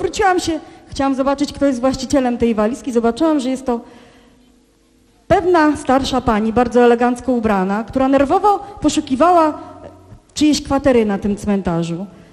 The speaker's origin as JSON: {"language": "Polish", "town": "Żarów", "region": "Lower Silesian Voivodeship", "country": "Poland", "tie": "born or raised there", "said": "Było to na cmentarzu komunalnym w mojej rodzinnej miejscowości Żarów"}